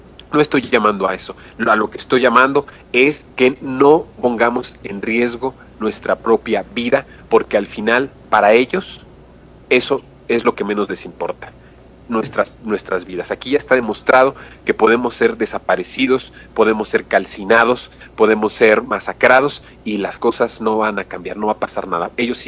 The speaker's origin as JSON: {"language": "Spanish", "country": "Mexico", "said": "porque somos mexicanos todos y somos hermanos."}